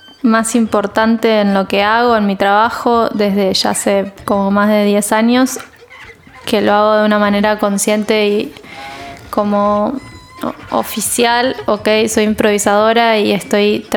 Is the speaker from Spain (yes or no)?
no; San Nicolás, Buenos Aires Province, Argentina; moved away as an adult; now in Buenos Aires, Argentina; Yo soy del interior, de San Nicolás. Y me vine a los 18 a ir acá y estudiar música y seguir estudiando violonchelo